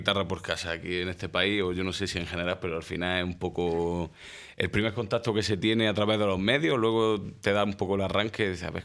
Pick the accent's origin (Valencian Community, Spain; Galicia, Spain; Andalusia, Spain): Andalusia, Spain; Córdoba; now in Granada, Spain; he vivido en Córdoba un tiempo, he vivido, uh-huh. bueno, en realidad 12 años, yo me crié allí en Córdoba.